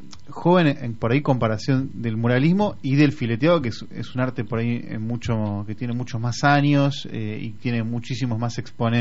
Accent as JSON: {"language": "Spanish", "region": "Buenos Aires", "country": "Argentina", "said": "No nos da miedo decirlo, somos porteños"}